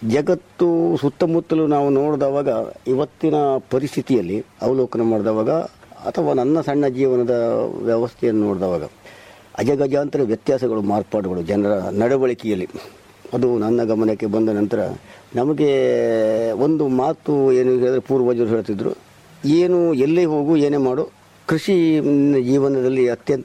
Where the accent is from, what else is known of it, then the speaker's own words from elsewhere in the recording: Urke, Karnataka, India; ನಾವು ಮೂಲತಃ ಕುಮಟ ತಾಲೂಕಿನ ಊರ್ಕೆ ಗ್ರಾಮದವರು.